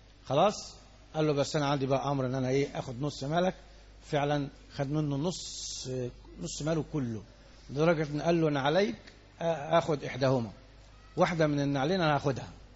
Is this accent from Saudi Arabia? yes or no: no; Egypt; عندنا في مصر الانتخابات يوم الاثنين والثلاث